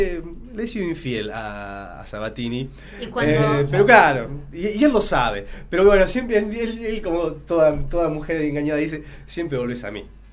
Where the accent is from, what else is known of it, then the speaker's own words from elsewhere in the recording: Pergamino, Buenos Aires Province, Argentina; Yo soy de Pergamino.